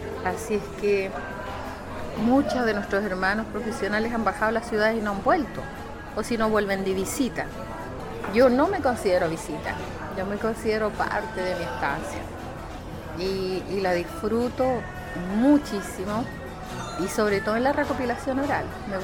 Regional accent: General Lagos, Arica y Parinacota, Chile; first language Aymara; Soy una mujer aymara de la comuna General Lagos

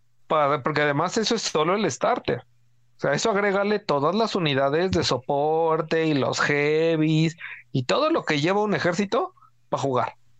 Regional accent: Mexico; Como buenos mexicanos, vamos a estar mentando madres 2 semanas.

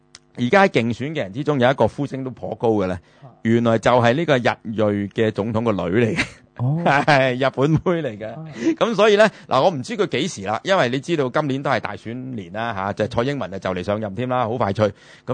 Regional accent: China; 我哋中國人就好多嗰時因為賣豬仔啦

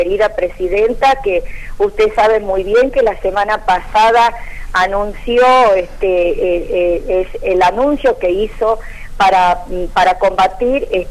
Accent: Argentina; como madre y como ciudadana argentina

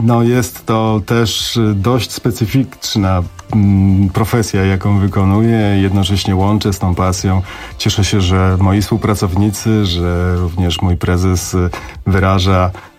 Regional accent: Silesian Voivodeship, Poland; Ja jestem góralem, urodzonym pod Pilskiem.

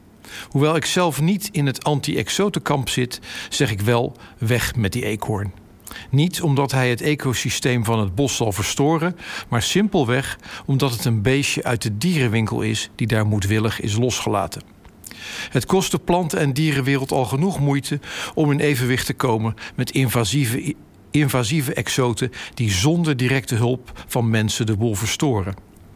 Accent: Rotterdam, South Holland, Netherlands; Ik ben als Rotterdammer namelijk opgegroeid met en gevormd door het dierenleven van dat stadspark.

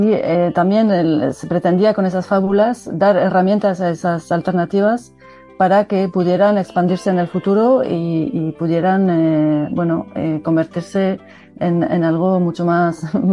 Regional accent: Nouvelle-Aquitaine, France; Spanish is a second language; now in Bilbao, Spain; vivo en Bilbao, soy del País Vasco francés, de ahí mi acento

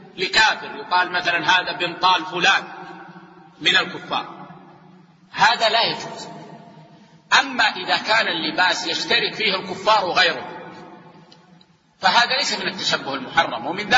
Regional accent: Saudi Arabia; يعني عندنا في السعودية العادة أن طلاب العلم لا يلبسون العقال

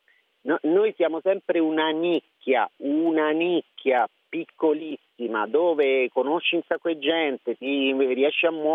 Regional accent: Lazio, Italy; io sono dei Castelli Romani, ho iniziato da questa televisione piccolissima

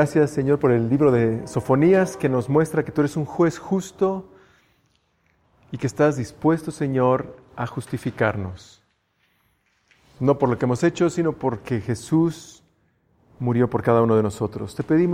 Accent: Mexico; Como mexicanos tenemos también esto, ¿no?

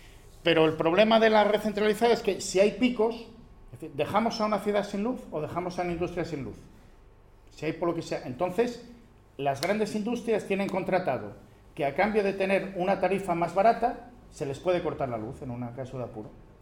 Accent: Asturias, Spain; Hará unos 20 y pico años yo soy del Nalón, yo subía a Tarna

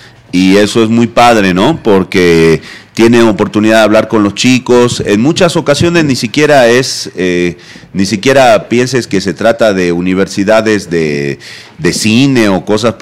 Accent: Jujuy, Argentina; Esa es la Quebrada de Humahuaca, esa es mi tierra natal.

